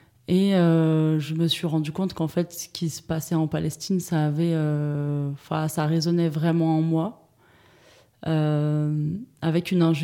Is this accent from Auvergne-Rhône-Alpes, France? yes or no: yes; Saint-Étienne, Auvergne-Rhône-Alpes, France; j'ai grandi à Saint-Étienne. J'ai grandi à Saint-Étienne dans un quartier populaire de la ville avec plein de gens de toute origine, de tout horizon.